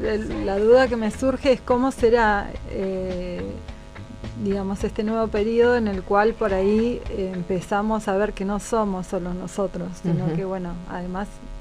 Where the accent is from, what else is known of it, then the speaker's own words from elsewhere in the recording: Argentina; ¿Sos sudamericano? No, argentino.